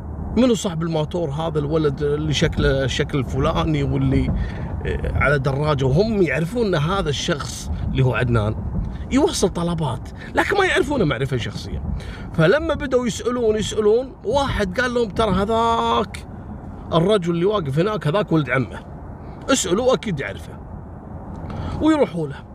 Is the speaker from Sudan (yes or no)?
no; Kuwait; احنا عندنا في الكويت نسميه مسلخ